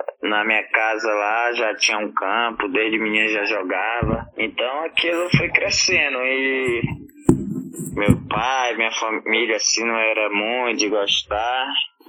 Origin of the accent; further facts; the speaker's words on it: Rio Branco, Acre, Brazil; Sou de Rio Branco